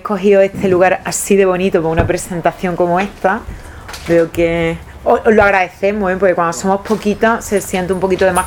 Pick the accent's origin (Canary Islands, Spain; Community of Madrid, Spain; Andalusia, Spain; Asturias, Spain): Andalusia, Spain; Seville; soy de aquí de Sevilla, soy abogada